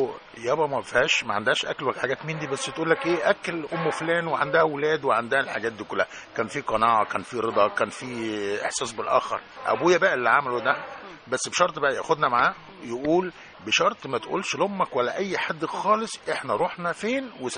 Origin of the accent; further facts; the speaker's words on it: Egypt; أنا عشت طفولتي كلها في الريف المصري، الريف الجميل